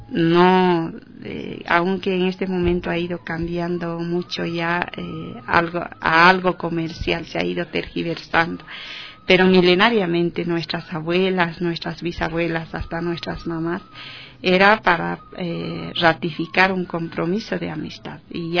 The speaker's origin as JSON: {"language": "Spanish", "region": "south", "country": "Bolivia", "said": "unos temas muy profundos relacionados a comadres en la región del sur de Bolivia, allá en mi país."}